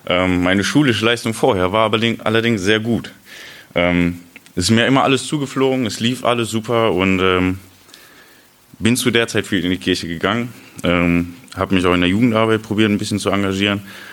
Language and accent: German; Osnabrück, Lower Saxony, Germany; habe mir in Osnabrück, wo ich herkomme, eine Gemeinde gesucht.